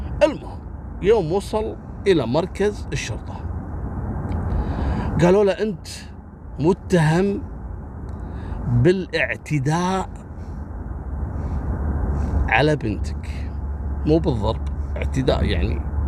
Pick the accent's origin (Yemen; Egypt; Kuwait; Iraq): Kuwait; منطقة اسمها صليبية عندنا في الكويت